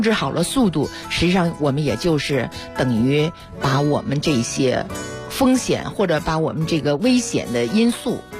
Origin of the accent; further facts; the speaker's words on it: Beijing, China; 我们北京人